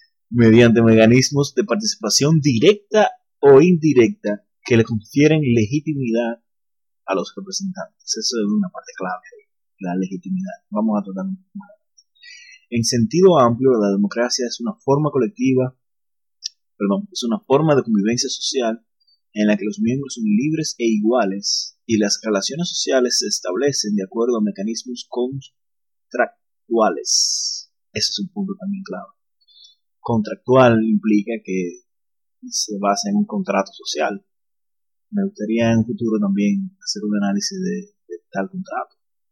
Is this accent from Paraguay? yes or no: no; Dominican Republic; estamos cerca de las elecciones congresionales aquí en mi país, República Dominicana